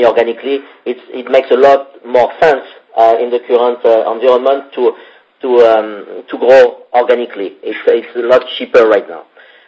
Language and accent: English; France; accent: French; That must be my French accent.